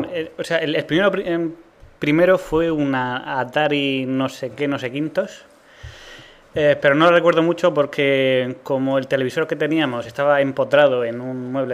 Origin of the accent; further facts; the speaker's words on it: El Esparragal, Region of Murcia, Spain; Pero dentro del Esparragal soy del Campillo, que es un pueblo dentro de un pueblo.